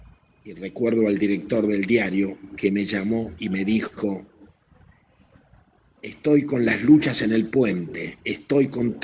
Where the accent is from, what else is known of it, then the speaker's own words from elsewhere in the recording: Argentina; Y a mí me dio mucha vergüenza, como ciudadano argentino